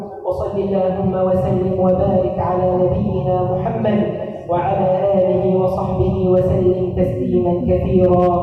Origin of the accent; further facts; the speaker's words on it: Egypt; اللهم اجعل بلدنا مصر أمانا سخاء رخاء وسائر بلاد